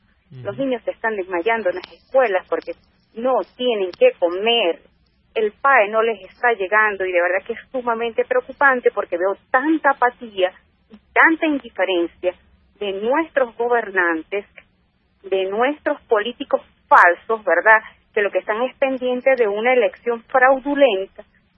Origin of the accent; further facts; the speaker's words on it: Venezuela; Yo me siento sumamente preocupada, uh-huh, como ciudadana venezolana